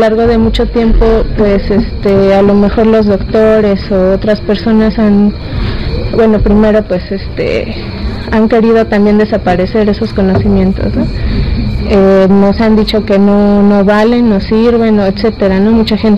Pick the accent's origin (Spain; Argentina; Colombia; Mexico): Mexico; Mexico City; vengo de la Ciudad de México, de una colonia que se llama San Juan de Aragón.